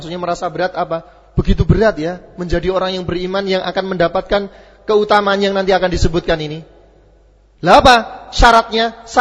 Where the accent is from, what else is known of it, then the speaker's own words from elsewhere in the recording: Java, Indonesia; maaf saja karena saya kebetulan orang Jawa, sakpenake dhewe, ya.